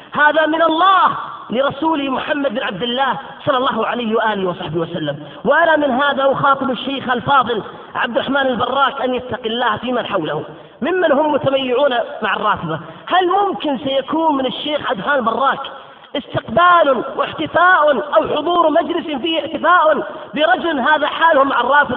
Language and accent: Arabic; Qatif, Eastern Province, Saudi Arabia; عندنا في القطيف وفي بلاد الشرقية